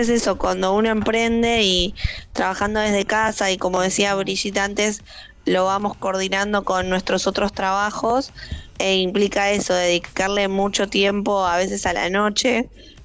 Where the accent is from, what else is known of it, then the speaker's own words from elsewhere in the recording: Gerli, Buenos Aires Province, Argentina; Yo soy de Gerli Avellaneda, pero también hacemos envíos y demás.